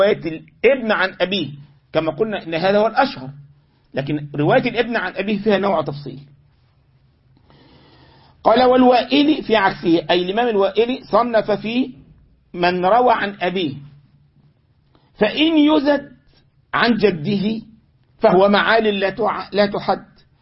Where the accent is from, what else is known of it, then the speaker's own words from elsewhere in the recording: Egypt; يعني انا مرة من المرات عندنا في مصر كان في بعض الشيوخ عندنا في المسجد